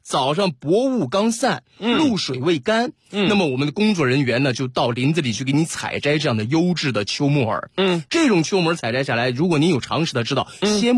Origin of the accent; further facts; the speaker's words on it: Northeast China, China; 我们东北人到那儿吃米饭的有点遭罪啊。